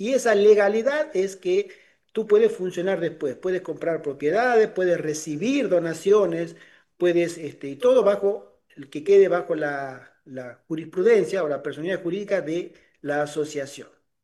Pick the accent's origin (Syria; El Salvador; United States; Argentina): Argentina; Tucumán; born there; había buscado una propiedad en la provincia donde yo nací, de servidor, en Tucumán